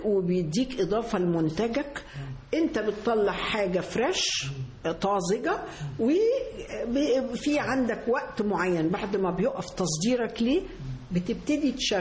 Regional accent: Egypt; زي التاريخ عندنا في مصر، أنت في مصر عندك تاريخ مش عند حد

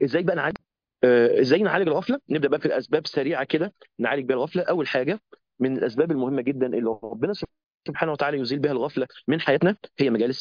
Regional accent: Egypt; فبكلمه ازيك واخبارك ايه واحنا مصريين ومش عارف ايه

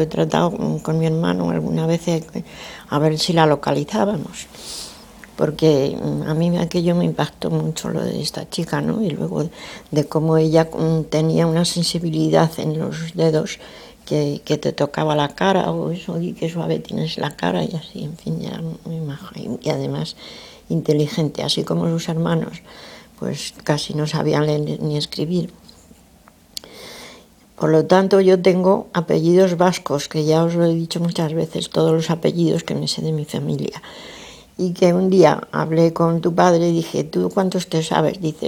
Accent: Argentina; born there; fue cuando yo nací allí en Argentina.

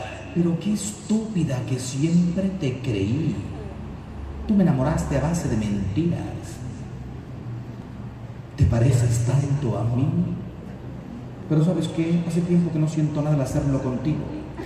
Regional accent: Mexico; Yo soy mexicano.

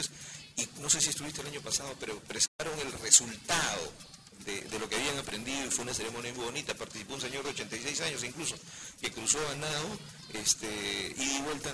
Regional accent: Callao, Peru; Mira, somos del Callao, nos deberíamos preciar de ser buenos nadadores porque tenemos el mar de Grau aquí a puertas

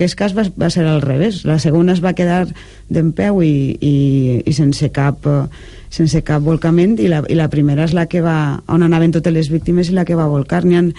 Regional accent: Silla, Valencian Community, Spain; El dissabte el presentem a Silla, que és el meu poble, i allí pues, el presentarem als amics i a la família

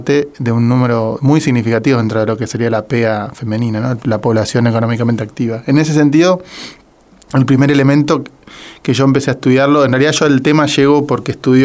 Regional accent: Corrientes, Argentina; pues yo soy de Corrientes, de Ajá. la provincia.

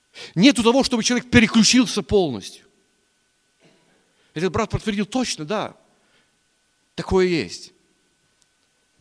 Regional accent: Chernivtsi Oblast, Ukraine; Я вот из Черновицкой области

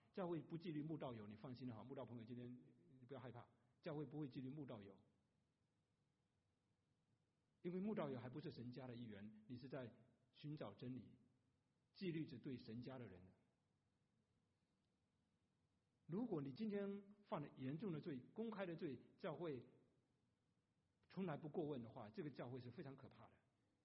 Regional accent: China; 尤其我们中国人爱面子

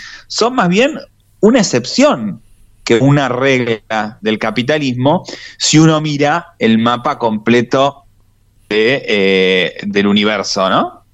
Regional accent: Argentina; en nuestro caso como argentinos y argentinas, preocupado también

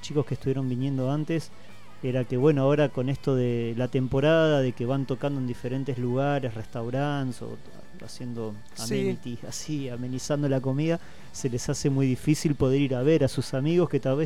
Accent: Comodoro Rivadavia, Chubut, Argentina; Yo soy de Comodoro, en Comodoro hay una movida increíble.

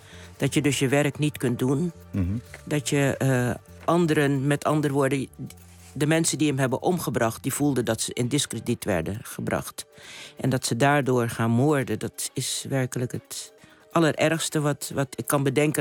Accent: Curaçao; also born or lived in Netherlands / Suriname; ik ben op Curaçao geboren, ik heb er lang gewoond, ik heb ook hier lang gewoond. Maar ik ben op een gegeven moment naar Suriname gegaan en dat heb ik helemaal geadopteerd als mijn land. Ook omdat mijn voorouders en mijn ouders daar vandaan komen.

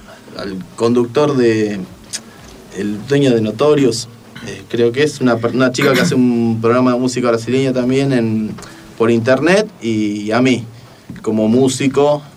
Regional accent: Punta Alta, Buenos Aires Province, Argentina; now in Buenos Aires, Argentina; Y es la razón por la cual yo me vine desde Punta Alta a Buenos Aires.

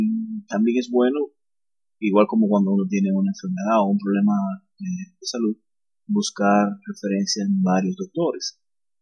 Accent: Dominican Republic; estamos cerca de las elecciones congresionales aquí en mi país, República Dominicana

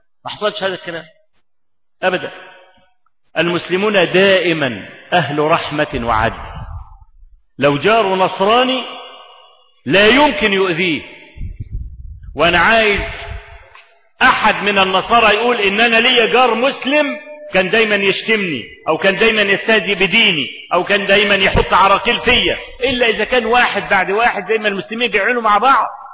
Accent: Egypt; وهو موجود عندنا في مصر لحد النهارده

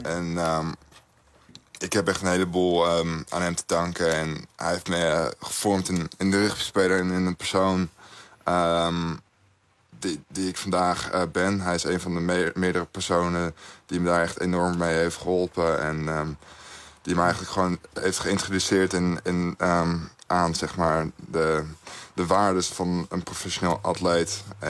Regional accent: Netherlands; now in New Zealand; Ik ben trots Nederlander en dat is waar ik opgroeide en waar mijn familie is. Maar ik heb mijn leven hier in Nieuw-Zeeland.

